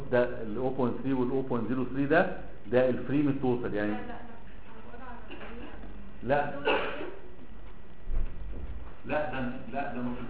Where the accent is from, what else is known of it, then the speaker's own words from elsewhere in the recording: Alexandria, Alexandria Governorate, Egypt; now in Cairo, Egypt; احنا اساسا من اسكندرية انا عايش في القاهرة